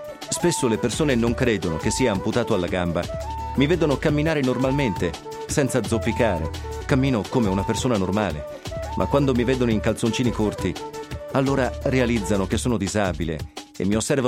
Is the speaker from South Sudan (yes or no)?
yes; South Sudan; now in Italy; ho 23 anni e sono sud-sudanese. Sono scappato dal mio paese in guerra e ho raggiunto il Kenya con mio zio e la sua famiglia